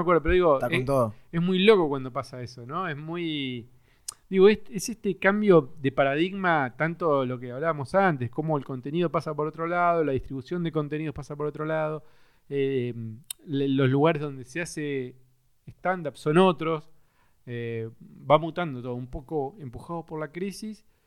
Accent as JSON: {"language": "Spanish", "town": "Cipolletti", "region": "Río Negro", "country": "Argentina", "tie": "born or raised there", "said": "yo soy de Chipoleti, de Río Negro, y ahí hice la secundaria"}